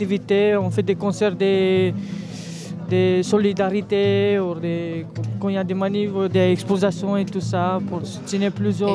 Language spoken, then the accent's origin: French; Romania; French is a second language; moved away as an adult; now in France; je suis en France depuis 4 ans. Et je suis ici, j'ai arrivé ici, j'ai fini ma école en Roumanie, j'ai arrivé ici pour travailler